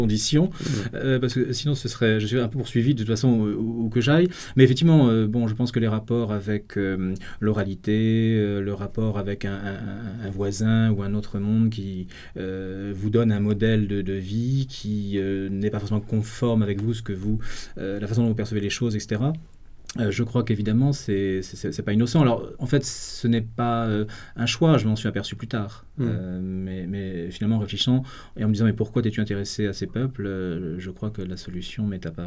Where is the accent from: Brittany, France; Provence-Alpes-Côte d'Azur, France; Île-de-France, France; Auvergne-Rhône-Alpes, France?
Brittany, France; Et moi-même, je viens du Finistère, c'est-à-dire le bout du monde, que ce soit le début ou la fin.